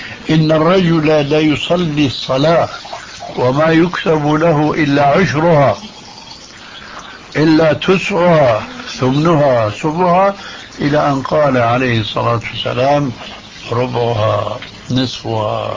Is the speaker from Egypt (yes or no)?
no; Syria; وكما يقول عندنا في سوريا: نحط رجلنا بماء بارد